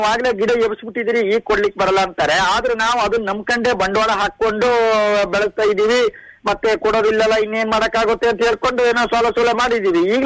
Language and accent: Kannada; Sagar, Karnataka, India; ಸಾಗರದಲ್ಲಿ ಸರ್ ನಮ್ದು ಕಲ್ಲಲ್ಲ ಗುಡ್ಡಿ ಅಂತ ಬರುತ್ತೆ.